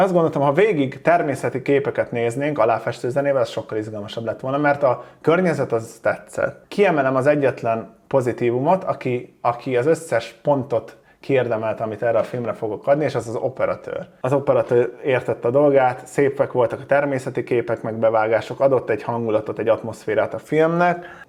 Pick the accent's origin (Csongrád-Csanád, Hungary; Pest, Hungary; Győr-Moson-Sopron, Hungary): Pest, Hungary; Szomor; Volt benne szomor, ezt mindig ki fogom emelni, onnan származom.